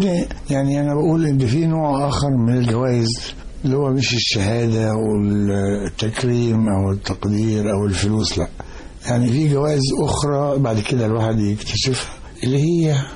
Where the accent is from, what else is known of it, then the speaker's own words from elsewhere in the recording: Mit Rahina, Giza Governorate, Egypt; من بلد غريبه قوي في مصر في التاريخ اسمها منف، في التاريخ الحديث اسمها ميت رهينه. دي على بعد كيلو متر تقريبا من بلدة سقارة، وهي بلدة شهيرة بالنخيل وليها تاريخ فرعوني قديم.